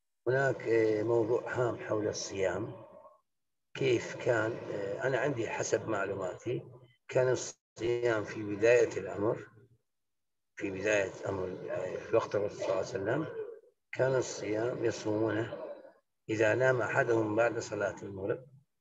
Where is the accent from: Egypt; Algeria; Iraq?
Iraq; أنا إمام مسجد من العراق